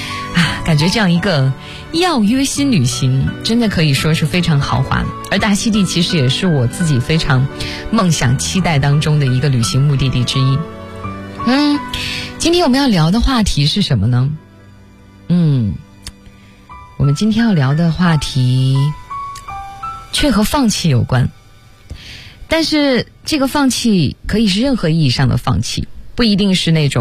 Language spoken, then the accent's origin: Chinese; Tianjin, China; 其实我也不是北京人，虽然我离北京很近，我是天津人，对，自报一下家门